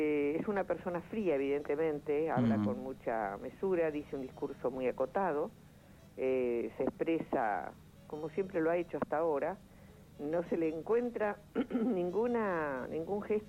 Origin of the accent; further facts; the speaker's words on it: Argentina; es lo menos que merecemos como argentinos